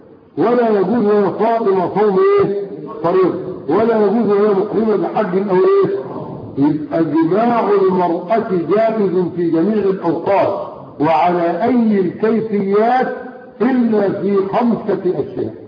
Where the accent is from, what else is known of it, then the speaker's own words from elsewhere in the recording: Egypt; ومن الاخطاء اللغوية عندنا في مصر يقول لك ايه؟